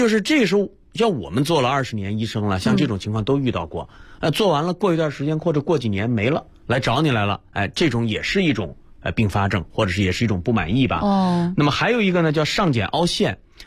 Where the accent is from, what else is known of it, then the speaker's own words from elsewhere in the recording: Northeast China, China; 对，你是东北人，我也是东北人。